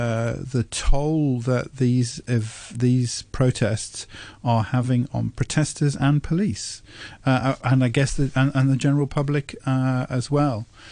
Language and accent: English; England, United Kingdom; Yeah, as an English person, I enjoyed that.